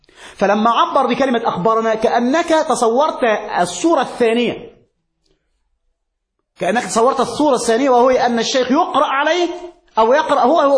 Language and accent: Arabic; Egypt; عندنا في مصر